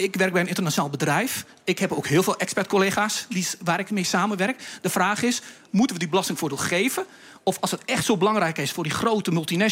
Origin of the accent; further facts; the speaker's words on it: Netherlands; Dat is werk wat ik als Nederlander naast mijn collega's kan doen. Ik krijg die 30% korting niet, omdat ik een Nederlander ben.